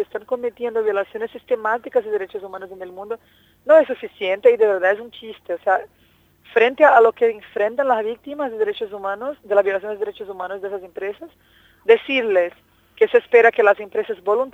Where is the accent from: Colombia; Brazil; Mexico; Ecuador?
Brazil; La pena es que países como Brasil, de donde yo vengo, y Argentina no apoyaron la resolución, se abstuvieron en la votación.